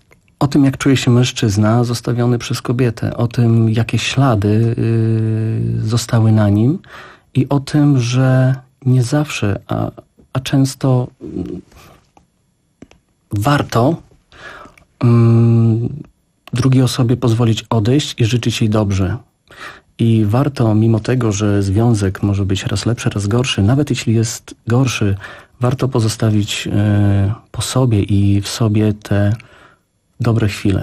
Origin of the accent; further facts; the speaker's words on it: Białystok, Podlaskie Voivodeship, Poland; Białystok i Rzeszów. Jestem z Białegostoku, jest Rzeszowa.